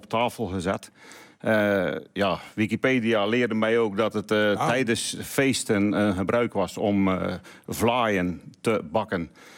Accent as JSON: {"language": "Dutch", "town": "Sas van Gent", "region": "Zeeland", "country": "Netherlands", "said": "Ik kom uit Sas van Gent."}